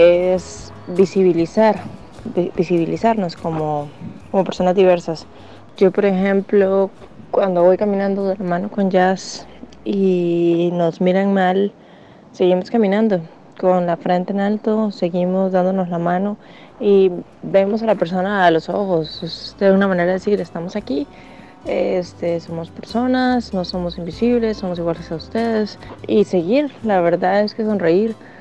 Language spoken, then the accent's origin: Spanish; Costa Rica; also born or lived in Peru; tengo 29 años, nací en Perú, pero vivo en Costa Rica desde que tenía 6.